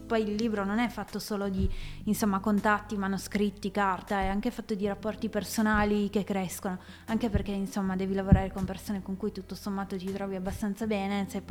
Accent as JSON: {"language": "Italian", "town": "Cantalupa", "region": "Piedmont", "country": "Italy", "said": "io sono di Cantalupa, che è un paesino minuscolo di 2000 persone."}